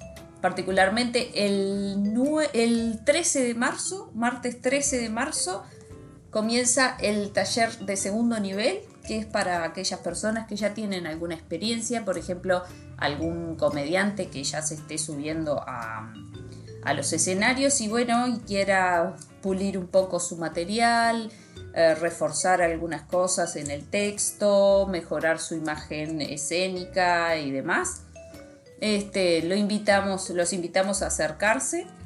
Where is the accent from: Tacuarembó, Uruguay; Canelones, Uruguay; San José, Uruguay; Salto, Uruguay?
San José, Uruguay; Libertad; born there; yo nací en la ciudad de Libertad, en el departamento de San José, aquí en Uruguay.